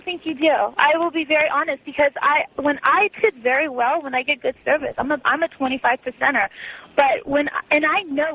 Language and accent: English; Portugal; Right, I'm from Portugal, and the tip is actually 18% at all times always added in.